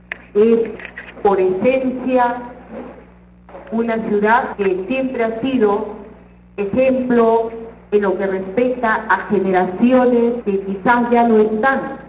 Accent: Peru; como hijo de esta tierra, como peruano de corazón

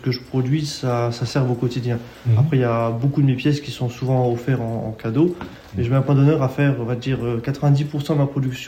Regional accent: Grand Est, France; Moi je suis du nord du département, donc je suis plus côté Metz, mais je suis quand même en Meurthe-et-Moselle.

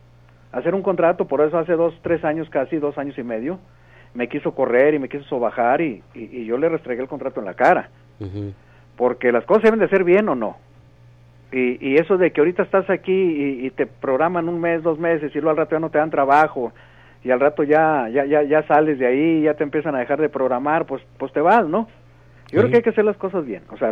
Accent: Monterrey, Nuevo León, Mexico; moved away as an adult; pues me vine muy joven de Monterrey, ¿no?

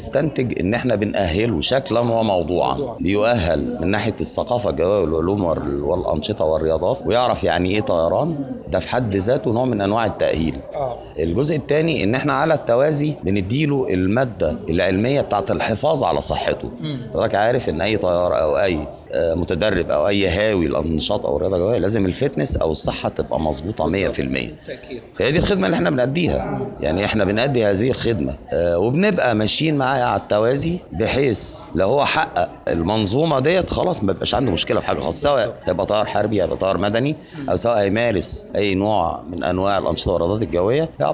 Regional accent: Egypt; فاحنا طبعا مصريين وعندنا من الخبره والامكانات اللي يشرف بلدنا زي ما احنا متشرفين ببلدنا.

